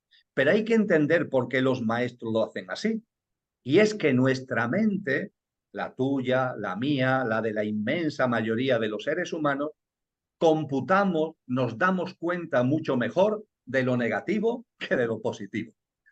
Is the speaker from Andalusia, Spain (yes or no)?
yes; Seville, Andalusia, Spain; En mi tierra el verano es muy fuerte, en Sevilla, en Andalucía, el verano es potente.